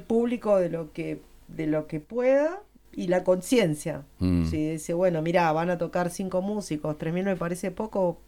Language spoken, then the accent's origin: Spanish; Spain; porque soy española.